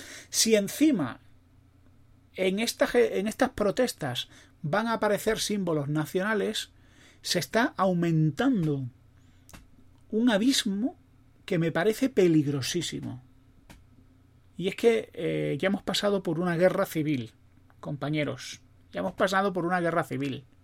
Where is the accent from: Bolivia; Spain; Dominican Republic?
Spain; los españoles somos así